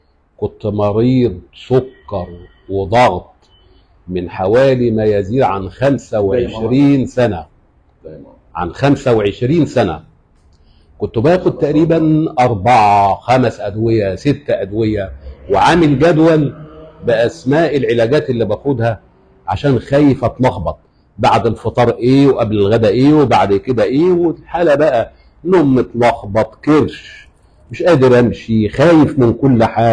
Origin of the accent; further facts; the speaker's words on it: Qalyubia, Egypt; أنا من محافظة القليوبية